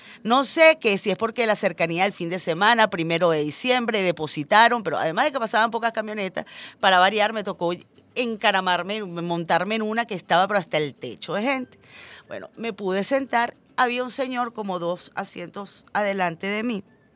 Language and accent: Spanish; Venezuela; todos somos venezolanos, todos somos hermanos